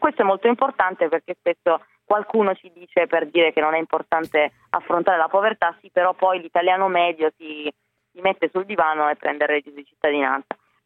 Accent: Piedmont, Italy; Tra l'altro io vengo da una regione come quella piemontese, del Piemonte, io sono piemontese

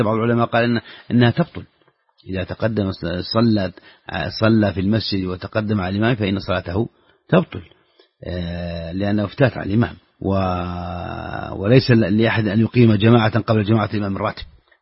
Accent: Saudi Arabia; خاصة إذا كنت في السعودية وهو يبدو لك فعلا هذا لأن حافز عندنا في السعودية

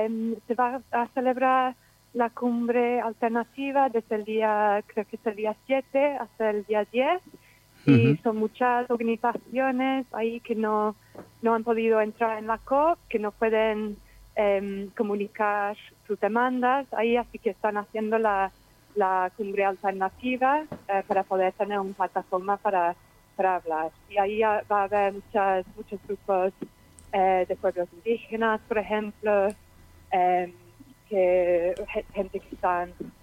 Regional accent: England, United Kingdom; Spanish is a second language; now in Zaragoza, Spain; soy de Inglaterra, pero vivo en Zaragoza desde hace 5 años

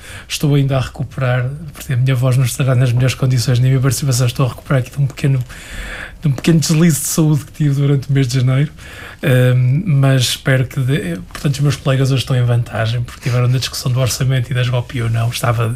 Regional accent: Viana do Castelo, Norte, Portugal; moved away as an adult; now in Lisbon, Portugal; eu sou minhoto, nascido e criado em Vieira do Castelo.

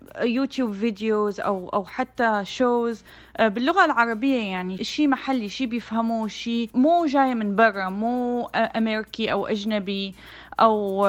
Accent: Syria; moved away as an adult; now in United States; أنا أصلاً سورية يعني، ودرست فنون جميلة بالشام، بعدين جيت لهون على أمريكا ودرست رسوم متحركة

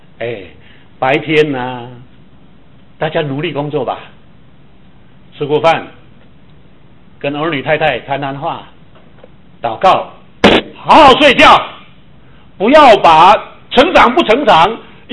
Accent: Taiwan; 我是从台湾来的，会不会讲闽南话？

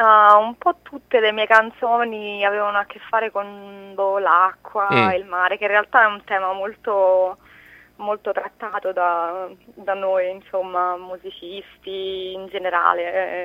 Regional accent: Rome, Lazio, Italy; sono romana, nel senso vivo a Roma, sono nata a Roma, eccetera eccetera, anche se ho origini un po' in tutta Italia.

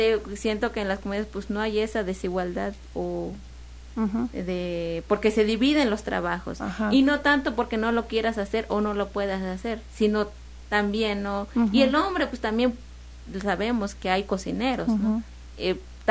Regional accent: Mexico; los que somos mexicanos, pues nos moriríamos, ¿no?

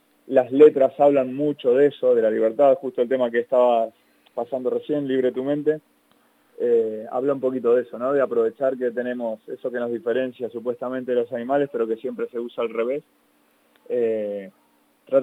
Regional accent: Buenos Aires, Argentina; now in Spain; Yo soy de Buenos Aires, de Argentina

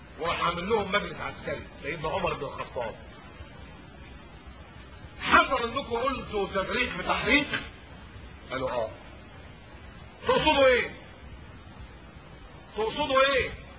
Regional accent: Upper Egypt, Egypt; لا ما كناش بناخد الدار زي عندنا في الصعيد كده

